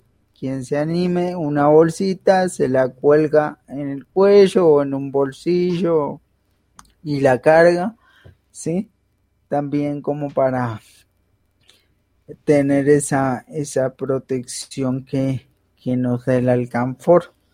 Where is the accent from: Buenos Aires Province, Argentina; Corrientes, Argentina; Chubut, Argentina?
Buenos Aires Province, Argentina; now in Colombia; No soy porteño, soy bonaerense.